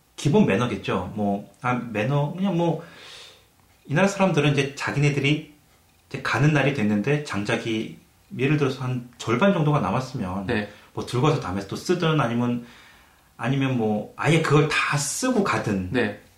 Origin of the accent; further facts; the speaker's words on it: South Korea; 저 이제 한국 사람이다 보니까